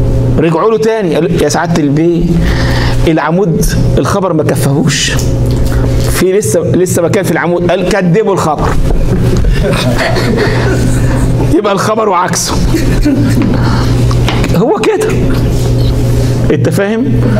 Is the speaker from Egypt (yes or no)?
yes; Egypt; زي عندنا مرة الكلام ده في الثمانينات، عندنا في مصر